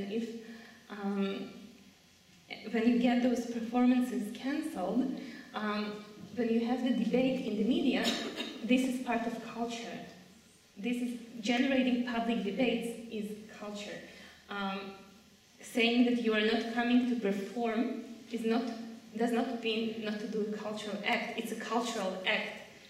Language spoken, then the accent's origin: English; Israel; as a young woman growing up in Israel